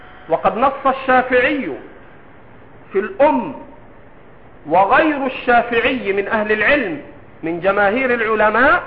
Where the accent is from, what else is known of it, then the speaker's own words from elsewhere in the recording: Egypt; أنا 20 سنة أقعد مع المصريين وأنا مصري